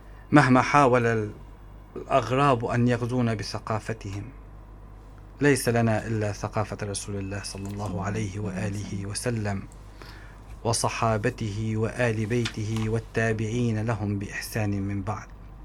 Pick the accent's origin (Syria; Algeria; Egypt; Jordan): Syria; وكنا دائما كسوريين لا ننظر للإنسان ما هو دينه، إنما ننظر ما هو تعامله